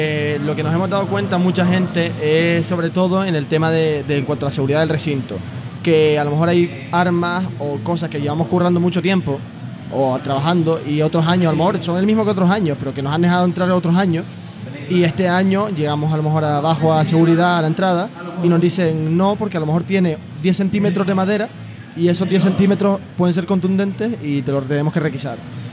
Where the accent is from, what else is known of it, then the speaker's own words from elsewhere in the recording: Las Palmas, Canary Islands, Spain; yo que soy de Las Palmas